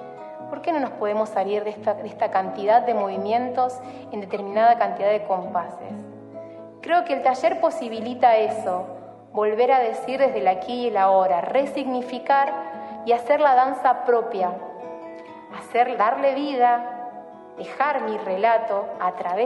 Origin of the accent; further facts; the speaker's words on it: Santa Fe, Argentina; born there; now in Rosario, Argentina; nací en Hessler, aquí en la provincia de Santa Fe. Vivo actualmente en Rosario y trabajo aquí.